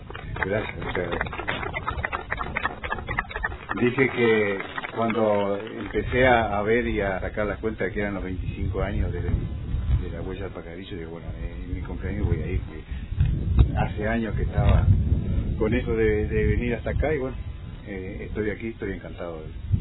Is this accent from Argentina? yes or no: no; Young, Río Negro, Uruguay; Yo soy de Yung, ciudad cerca de Paysandú, Colón, en la frontera.